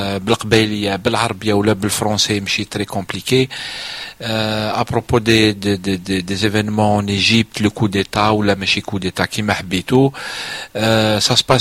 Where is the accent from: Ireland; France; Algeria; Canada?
Algeria; Nous on est loin, on est des Algériens, et on a aussi nos problèmes.